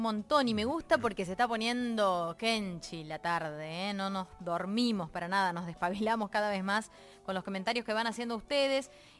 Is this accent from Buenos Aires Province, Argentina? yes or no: yes; Berisso, Buenos Aires Province, Argentina; born there; yo soy bericense, yo nací en Berisso. Berisso tiene salida al río.